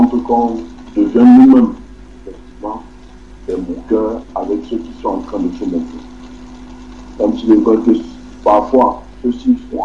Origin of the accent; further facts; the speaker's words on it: Canada; Il n'y a qu'une seule personne ici là qui est de Douala, sinon tout le reste là nous sommes du Canada.